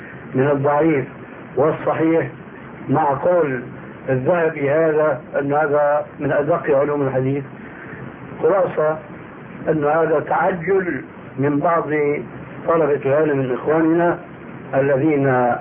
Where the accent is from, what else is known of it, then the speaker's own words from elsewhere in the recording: Syria; وهذا كان إلى عام قريب عندنا في سوريا يلتطيه طبقة معينة من الناس